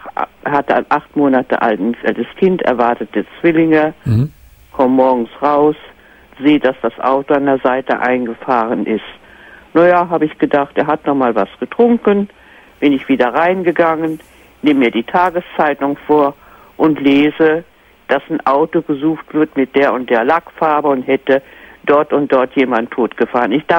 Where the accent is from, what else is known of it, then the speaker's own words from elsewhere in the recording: Northern Germany, Germany; aber ich bin eine Norddeutsche und die Norddeutschen, die sind ja ein bisschen schwer mit dem Du.